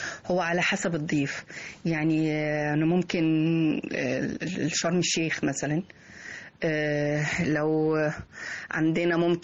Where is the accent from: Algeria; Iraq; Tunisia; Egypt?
Egypt; مفيش حاجة في العالم كله ممكن تبقى مبهرة لسائح الا وموجودة عندنا في مصر